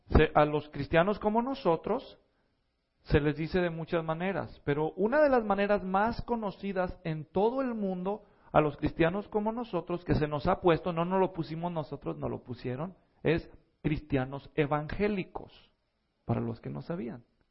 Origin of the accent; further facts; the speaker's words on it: Mexico; Porque los latinos nunca hacemos eso, nosotros no, especialmente si somos mexicanos, ¿verdad?